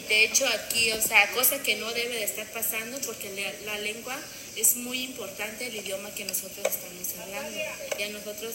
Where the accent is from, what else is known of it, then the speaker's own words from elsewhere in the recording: Oaxaca, Mexico; first language Zapotec; Spanish is a second language; en mi pueblo, nosotros somos orgullosos de ser como somos zapotecos, hablamos zapoteco, somos del pueblo